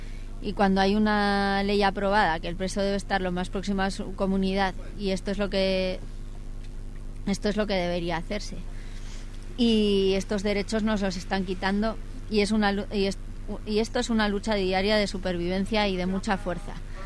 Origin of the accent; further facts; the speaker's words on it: Valencia, Valencian Community, Spain; Llevo muchos años para que me lleven a mi tierra natal, Valencia.